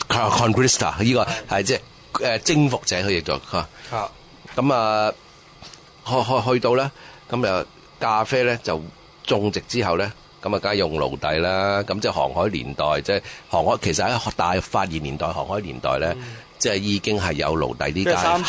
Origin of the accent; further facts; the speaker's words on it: Hong Kong; 即係我哋香港人或者英屬系統嘅，我哋都話嗰啲係印度人。